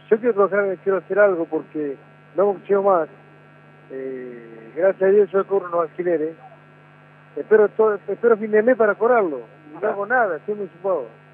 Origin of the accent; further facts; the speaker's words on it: Santa Fe, Argentina; yo soy de Santa Rosa Lima, Santa Fe, un barrio muy humilde. y nací, soy de ahí